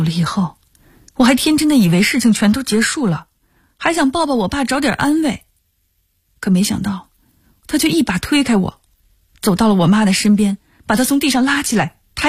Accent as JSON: {"language": "Chinese", "region": "Inner Mongolia", "country": "China", "tie": "born or raised there", "said": "我是在内蒙的大草原上长大的。记得我很小的时候，其实就是上幼儿园那会儿，每次放学我爸都会骑马来接我。"}